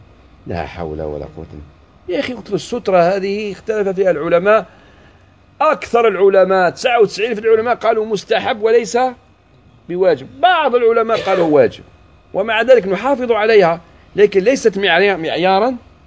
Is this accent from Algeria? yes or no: yes; Algeria; وخاصة في بلادنا الجزائر